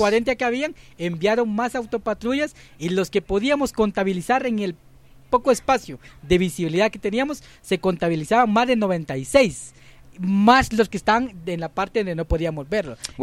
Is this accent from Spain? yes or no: no; Guatemala; porque es un aliciente más de sentirnos como guatemaltecos